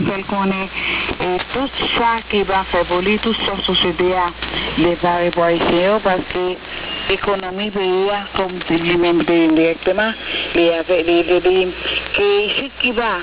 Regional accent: Haiti; Nous-mêmes, comme petits haïtiens, nous savons de nous

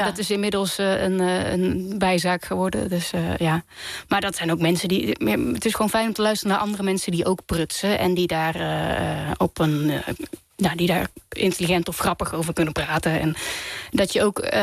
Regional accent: 's-Hertogenbosch, North Brabant, Netherlands; Ja, dat kan je horen. Ja. Ik kom uit Den Bosch.

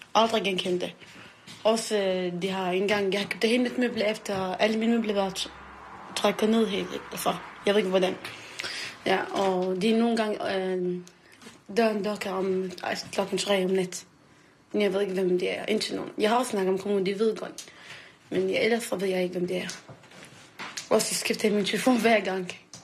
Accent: Iraq; Danish is a second language; now in Copenhagen, Denmark; Landet? Irak. Ja, Irak. Og så bor jeg her for 12 år siden eller 13 år siden. Jeg kom med mine forældre.

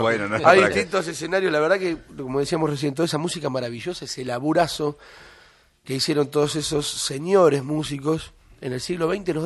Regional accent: Avellaneda, Buenos Aires Province, Argentina; Sí, yo nací en Avellaneda y soy de Sarandí Domínico. Me crié mucho en Avellaneda hasta los 12 años, jugué al fútbol en inferiores, clubes de barrio

